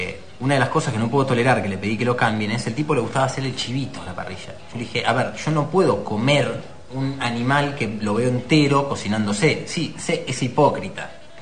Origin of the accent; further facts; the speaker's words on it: Buenos Aires, Argentina; que dice que no somos los únicos porteños